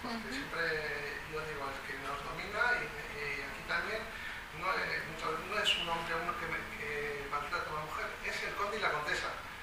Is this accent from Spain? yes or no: yes; Basque Country, Spain; yo me siento tan perplejo como vasco.